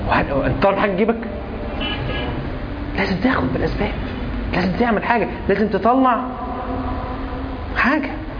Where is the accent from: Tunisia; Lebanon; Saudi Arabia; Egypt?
Egypt; هو حمام عام عندنا في مصر تحديدا